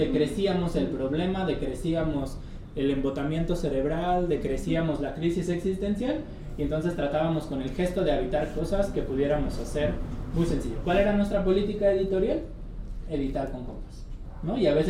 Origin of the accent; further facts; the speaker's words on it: Xochimilco, Mexico City, Mexico; nosotros somos del pueblo de Santiago Tepalcatlalpan, en Xochimilco